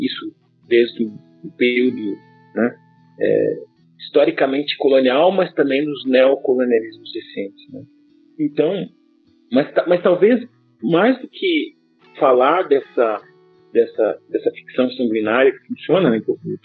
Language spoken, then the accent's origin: Portuguese; Guarapuava, Paraná, Brazil; born there; da região de onde eu nasci, que é a região de Guarapuava, chamados Campos de Guarapuava